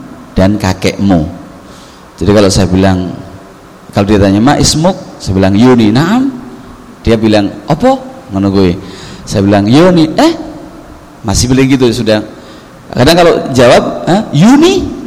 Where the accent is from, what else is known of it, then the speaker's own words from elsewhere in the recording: Paciran, East Java, Indonesia; also born or lived in Egypt; Saya asli orang Jawa Timur, orang Lamongan, Pantura. Tepatnya desa dusun Paciran, desa Paciran, kecamatan Paciran. Kalau pernah ke WBL, insya Allah lewat depan rumah saya.